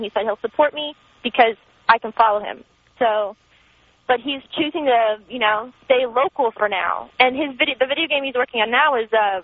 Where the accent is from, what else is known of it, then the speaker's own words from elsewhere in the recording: Florida, United States; I'm from Florida, and I'm not a big, you know, northern state, the climate up there.